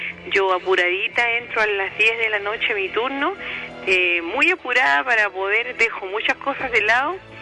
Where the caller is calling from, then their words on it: San Miguel, Santiago Metropolitan, Chile; Estoy llamando de acá, de la comuna de San Miguel.